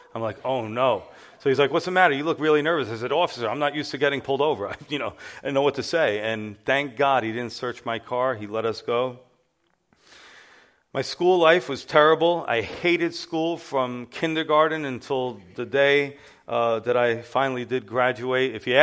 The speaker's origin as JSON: {"language": "English", "town": "Yonkers", "region": "New York", "country": "United States", "tie": "born there", "said": "And so I was born right here in Yonkers, New York, on October 13th, 1975."}